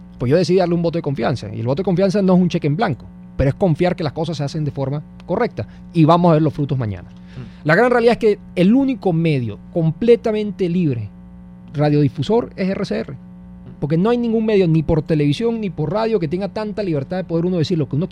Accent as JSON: {"language": "Spanish", "country": "Venezuela", "said": "esto parte de un autoanálisis que tenemos que hacernos como venezolanos."}